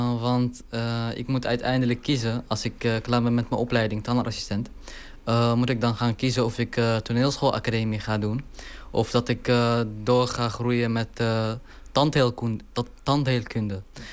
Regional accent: Deir ez-Zor, Deir ez-Zor Governorate, Syria; Dutch is a second language; now in Netherlands; Ik kom uit Syrië oorspronkelijk. En de dialect die ik eigenlijk spreek in het film is Deresor. Dat is mijn stad. Die dialect lijkt op de Irakese dialect.

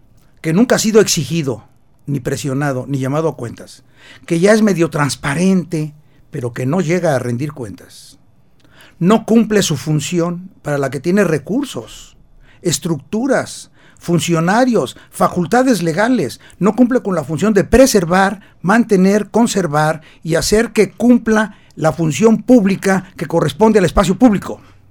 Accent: Mexico City, Mexico; moved away; ya llevo aquí 30 años, soy chilango de origen, ya me perdonaron después de 30 años

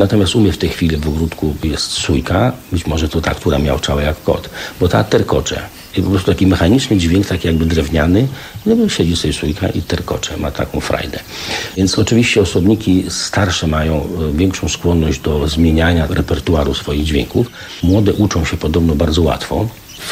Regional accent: eastern Poland, Poland; ja jestem ze wschodu, mnie rzadko głowa boli po nocy sylwestrowej

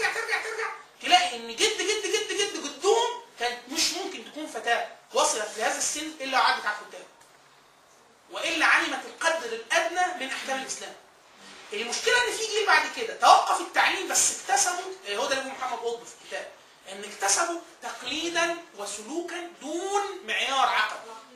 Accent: Upper Egypt, Egypt; يعني والدتي انا من الصعيد ومركز من مراكز الصعيد

